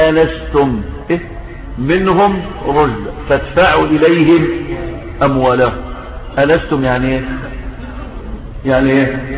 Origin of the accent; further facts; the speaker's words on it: Sinai, Egypt; طور سيناء اللي هو فيها عندنا في سيناء جبل الطور عندنا